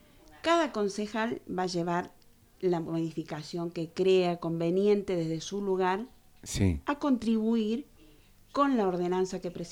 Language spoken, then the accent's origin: Spanish; Capilla del Monte, Córdoba, Argentina; born there; Nosotros, yo soy nacida en Capilla del Monte, conozco el Capilla de ayer, conozco el Capilla de hoy.